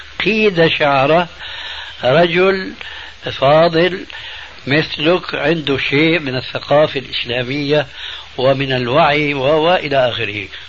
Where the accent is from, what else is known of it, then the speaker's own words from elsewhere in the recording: Damascus, Damascus Governorate, Syria; فكما يقولون عندنا في دمشق الشام بساط أحمدي